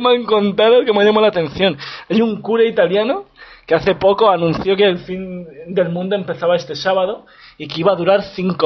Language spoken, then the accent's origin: Spanish; Spain; now in Wrocław, Poland; pero yo les digo que soy español.